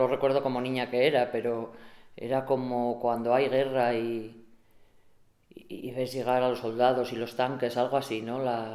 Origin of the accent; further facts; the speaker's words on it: Begamián, Castile and León, Spain; born there; hace poco me fijo que me ponen que soy nacida en Boñar. Entonces, yo siempre seré nacida en Begamián. No tiene nada que ver.